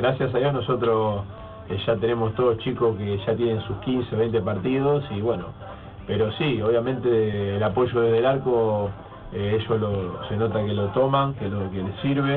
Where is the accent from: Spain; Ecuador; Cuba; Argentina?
Argentina; Rosario, Santa Fe; yo soy rosarino, y mi viejo de Rosario a veces por internet también escucha nomás